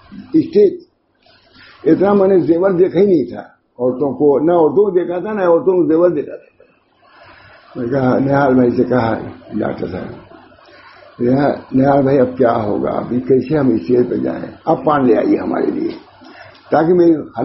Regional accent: Allahabad, Uttar Pradesh, India; میں الہ آباد کا ہوں

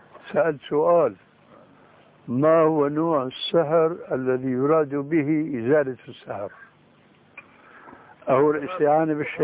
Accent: Syria; فوجئت بسمع صوت البوق، بسموه عندنا بالشام برزان

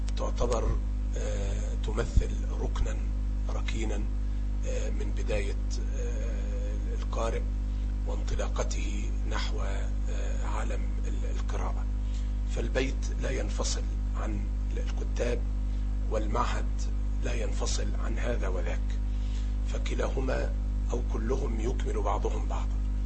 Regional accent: Tarut, Sharqia Governorate, Egypt; نسبة إلى قريتي، قرية طاروط، مركز زقازيق، محافظة الشرقية التي أقيم بها. تاريخ الميلاد 29/4/65

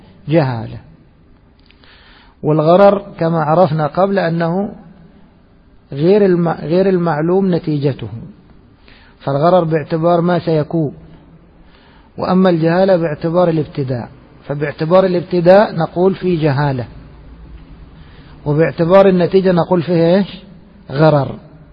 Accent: Egypt; نحن أدركنا العملة في بلادنا مصر لما كانت من النحاس

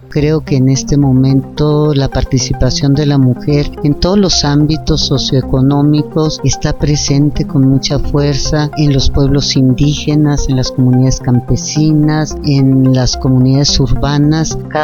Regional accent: Sonora, Mexico; also born or lived in Chihuahua / Mexico City; now in Amecameca, Mexico; Vengo del norte, Sonora y Chihuahua. Ahí fueron las tierras que me formaron. Y llegué a la Ciudad de México en 1966 a la Escuela de Filosofía y Letras a estudiar teatro. Vivo en Amecameca desde hace 35 años

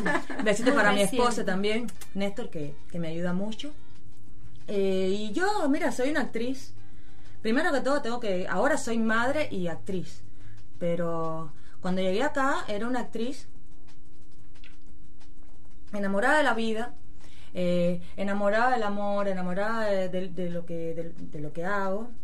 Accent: Cuba; moved away; Vengo de Cuba, estoy acá por amor. Me enamoré, por eso me vine para acá.

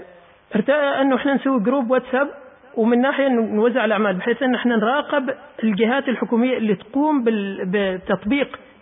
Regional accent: Oman; يا أخي أنا عماني، أنت لازم كعماني تدعمني

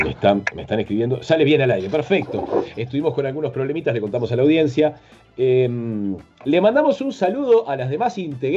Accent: Uruguay; Porque somos muy parecidos a los argentinos, casi somos argentinos, pero no somos, somos como una provincia independiente.

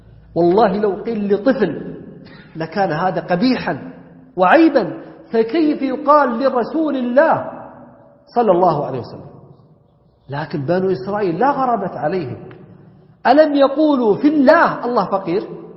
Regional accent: Najd, Saudi Arabia; والعجب أنه بدأ عندنا ينتشر، حنا عندنا في السعودية نجد خصوصا

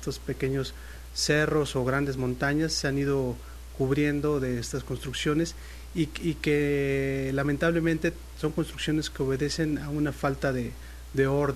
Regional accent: Mexico City, Mexico; Yo soy de la Ciudad de México.

